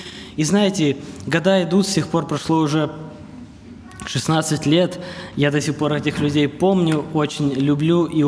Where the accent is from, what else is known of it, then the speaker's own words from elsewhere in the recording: Petrozavodsk, Republic of Karelia, Russia; я из Петрозаводска, мне 28 лет.